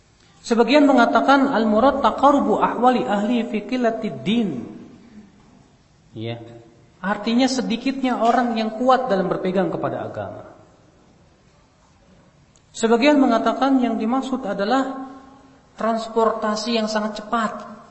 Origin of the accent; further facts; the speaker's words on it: Indonesia; Kita dari Indonesia di zaman dahulu orang naik perahu ke Mekah berbulan-bulan, Pak.